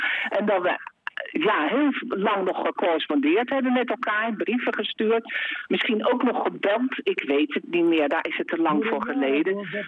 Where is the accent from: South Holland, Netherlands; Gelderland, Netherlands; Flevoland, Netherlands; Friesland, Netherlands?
South Holland, Netherlands; The Hague; En ik ben … uit Den Haag.